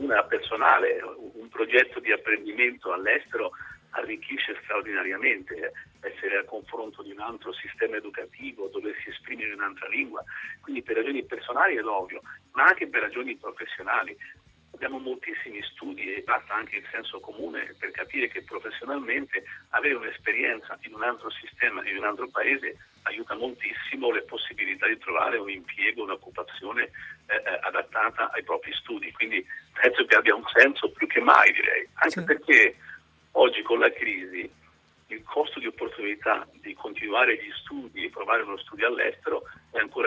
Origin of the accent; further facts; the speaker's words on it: Spain; Italian is a second language; c'era un filosofo spagnolo del mio paese, Ortega, che diceva che contro l'ignoranza la cosa migliore è viaggiare.